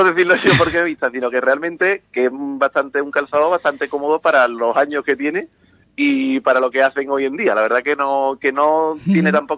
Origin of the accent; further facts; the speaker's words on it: Ubrique, Andalusia, Spain; aunque siempre llevamos Ubrique por bandera, porque somos de Ocuri, somos ocuritanos, digamos.